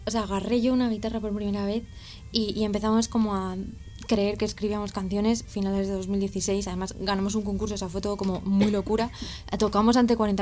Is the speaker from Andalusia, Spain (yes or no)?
no; Rivas-Vaciamadrid, Community of Madrid, Spain; soy de Rivas